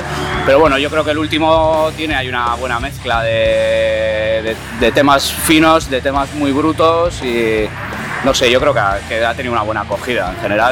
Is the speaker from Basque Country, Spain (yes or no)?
yes; Bilbao, Basque Country, Spain; Somos de Bilbao y eso es lo que hacemos un poco.